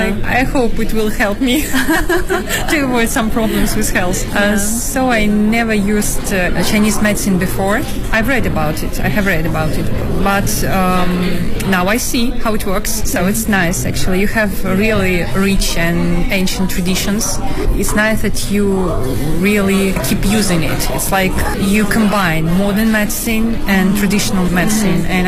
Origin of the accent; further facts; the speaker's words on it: Belarus; English is a second language; I am from Belarus.